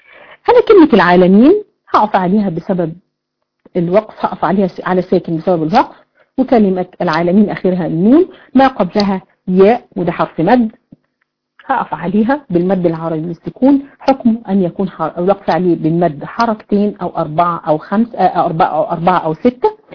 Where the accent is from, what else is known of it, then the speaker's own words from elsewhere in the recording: Egypt; ما بيحصلش الكلام ده غير عندنا في مصر يعني